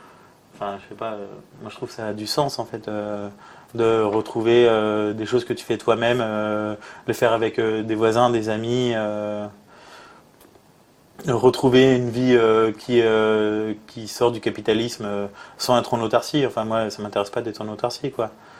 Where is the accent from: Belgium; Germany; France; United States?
France; Grand Est; born there; vu que je suis né dans le Grand Est maintenant